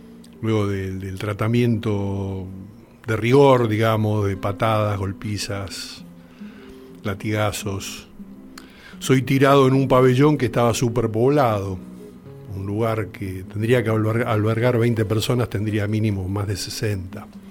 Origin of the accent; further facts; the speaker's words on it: Argentina; Yo, como argentino, no conocía demasiado